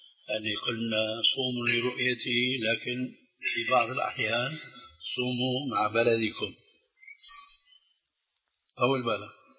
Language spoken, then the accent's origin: Arabic; Syria; كما يقولون عندنا في الشام